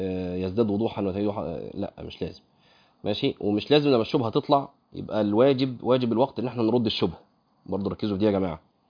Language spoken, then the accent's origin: Arabic; Egypt; وده قيل في فتره من الفترات عندنا في مصر، مش كده؟